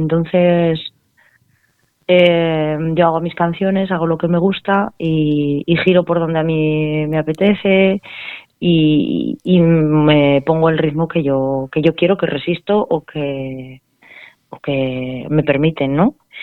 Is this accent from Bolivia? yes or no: no; Alcorisa, Aragon, Spain; now in Alagón, Spain; Pues bueno, yo soy de Alcoriza, de Teruel, sí, pero ahora estoy en Alagón, en Zaragoza.